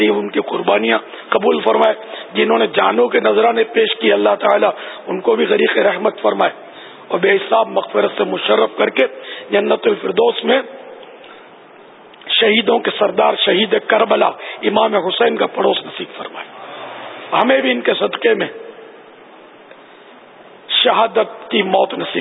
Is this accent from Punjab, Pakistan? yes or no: no; Karachi, Sindh, Pakistan; born there; تو سر میں باب المدینہ میں پیدا ہوا ہوں،